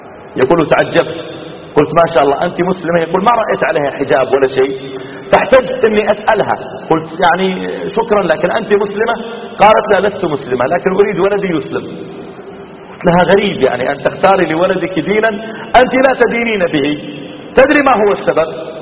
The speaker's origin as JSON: {"language": "Arabic", "town": "Riyadh", "region": "Riyadh Province", "country": "Saudi Arabia", "said": "يعني مثلا عندنا في الرياض لو شاب يبغى يغازل بنت"}